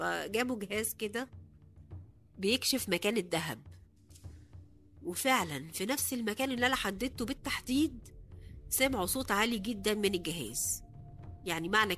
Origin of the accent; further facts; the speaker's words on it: Cairo, Cairo Governorate, Egypt; now in Aswan, Egypt; انا اصلا من القاهرة، لكن لما اتجوزت في اسوان